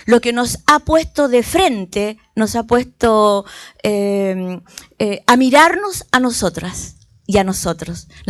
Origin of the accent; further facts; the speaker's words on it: Valparaíso, Chile; Yo vengo de Chile, particularmente de la ciudad, del puerto de Valparaíso, un puerto muy especial por cuanto quizás es la cara de un puerto pobre, muy sugestivo dentro del país